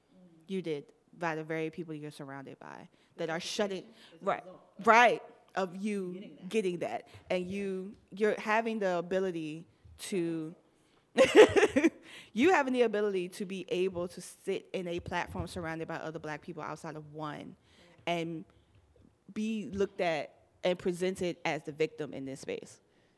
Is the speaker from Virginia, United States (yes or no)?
no; Miami, Florida, United States; I'm from Miami.